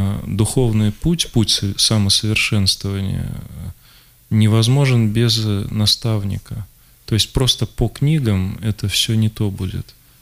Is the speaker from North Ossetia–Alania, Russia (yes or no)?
no; Moscow, Russia; это события октября 93-го года, когда была война прямо в моем родном городе, в Москве.